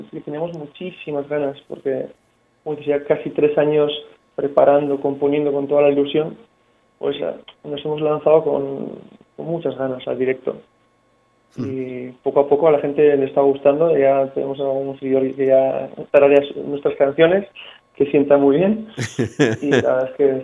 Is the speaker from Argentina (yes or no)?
no; Navarre, Spain; Somos navarros, sí, exactamente.